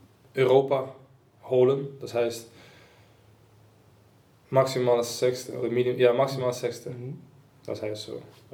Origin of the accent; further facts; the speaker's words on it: Suriname; German is a second language; now in Wolfsburg, Germany; Ich komme aus Suriname, Südamerika, aus einem Land neben Brasilien.